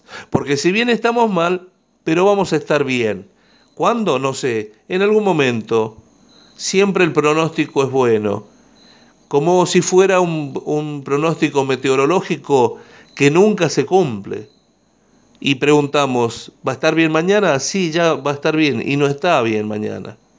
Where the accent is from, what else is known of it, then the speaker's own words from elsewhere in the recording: La Rioja, Argentina; tenemos mucho por hacer nosotros como riojanos